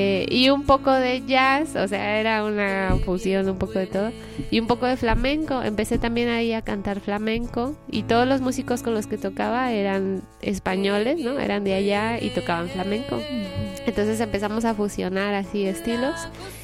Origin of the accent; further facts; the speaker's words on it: Mexico; moved away as an adult; Hace 8 años y medio salí de México y me fui a estudiar música a Italia, en Milán